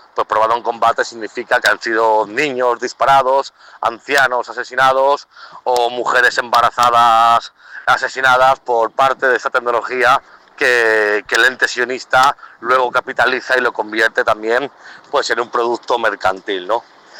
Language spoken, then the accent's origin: Spanish; Spain; yo vengo del Estado español, actualmente vivo en Madrid.